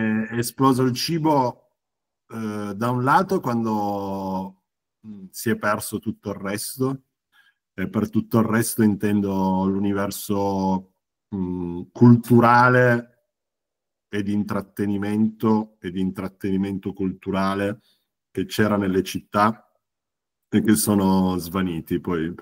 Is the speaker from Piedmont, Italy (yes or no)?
yes; Turin, Piedmont, Italy; noi siamo di Torino